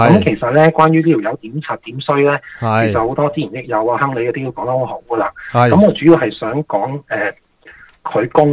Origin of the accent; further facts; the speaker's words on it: Hong Kong; 即系俾咗咁大嘅氹，我系香港人踩嘅。